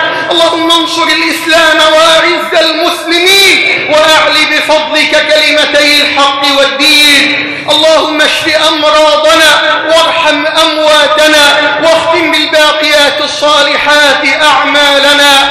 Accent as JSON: {"language": "Arabic", "country": "Egypt", "said": "أن تجعل بلدنا مصر واحدا للأمن والأمان"}